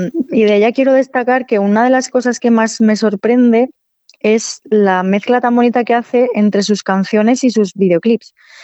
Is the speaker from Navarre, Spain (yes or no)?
yes; Navarre, Spain; aquí cerca de Frescano y de mi pueblo, que son las Bardenas Reales, que es un paisaje desértico súper curioso